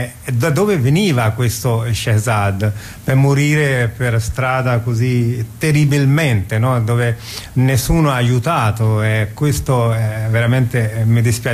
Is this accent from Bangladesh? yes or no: yes; Bangladesh; io che vengo dal Bangladesh sono povero